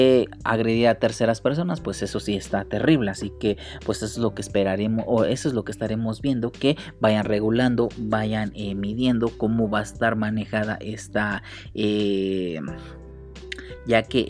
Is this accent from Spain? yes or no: no; Mexico; como mexicanos nos debe interesar